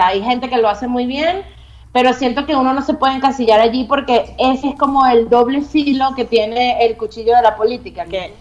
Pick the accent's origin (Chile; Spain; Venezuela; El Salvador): Venezuela; now in Mexico; en Venezuela somos muy directos, somos muy como en Argentina, o sea, se dicen las cosas y capaz muy como en España. Aquí en México